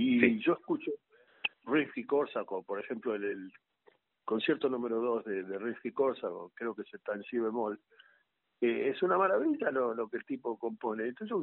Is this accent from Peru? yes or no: no; Argentina; Yo soy argentino.